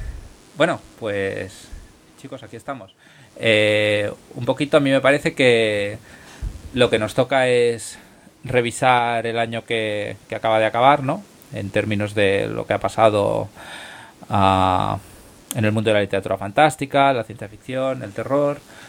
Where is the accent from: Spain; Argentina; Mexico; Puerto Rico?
Spain; Moncada, Valencian Community; se organizará en mi pueblo, en Moncada